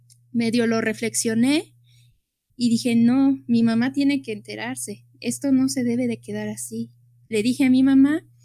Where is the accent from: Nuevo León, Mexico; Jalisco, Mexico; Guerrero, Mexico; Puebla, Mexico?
Puebla, Mexico; Acatzingo; yo fui a una escuela rural, yo soy originaria de Acatzingo